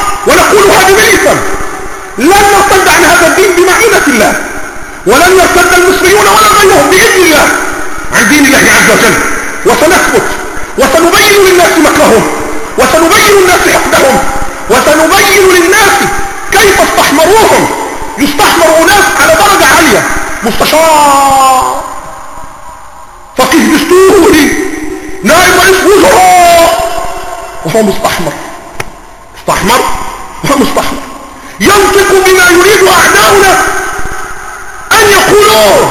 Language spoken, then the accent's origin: Arabic; Egypt; ولا أقول لك لأنك مصري وإني مصري الحق